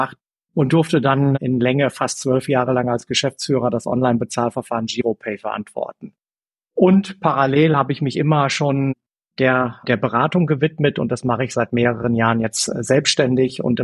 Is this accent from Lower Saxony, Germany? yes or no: yes; Bersenbrück, Lower Saxony, Germany; Ich habe irgendwann mal meine Ausbildung bei einer kleinen Sparkasse in Niedersachsen gemacht, da wo ich herkomme, in Bersenbrück im schönen Osnabrücker Land.